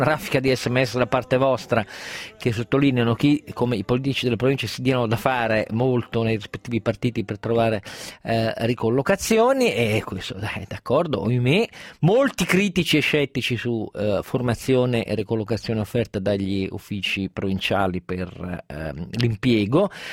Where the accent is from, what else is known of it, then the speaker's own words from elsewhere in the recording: Piedmont, Italy; io da piemontese